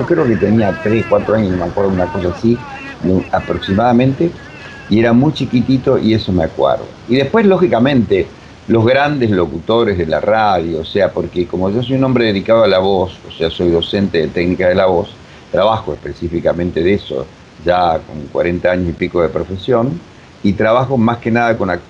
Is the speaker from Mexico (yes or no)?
no; Uruguay; now in Argentina; yo soy uruguayo, nací hace 1000 años que estoy acá en la Argentina, hace, qué sé yo, más de 40 y pico de años